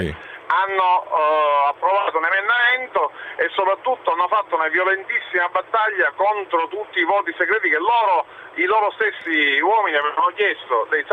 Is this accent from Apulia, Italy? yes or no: no; Sicily, Italy; io sono siciliano